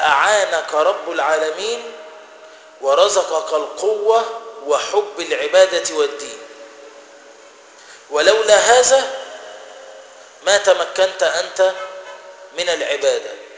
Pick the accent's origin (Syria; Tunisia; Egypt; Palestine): Egypt; كلمه دارجه يعني بيننا ايه كمصريين